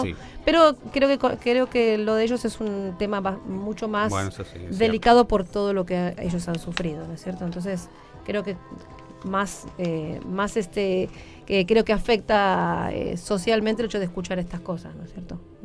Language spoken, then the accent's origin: Spanish; Argentina; como argentinas tenemos